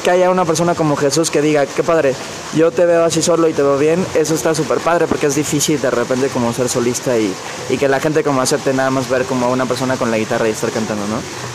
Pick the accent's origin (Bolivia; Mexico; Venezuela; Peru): Mexico; Cancún, Quintana Roo; moved away as an adult; Y crecí ahí en Cancún, bueno, entre comillas, porque no soy muy alto, pero bueno, ahí tuve mi pubertad, mi adolescencia, y estuve ahí hasta los 23 años.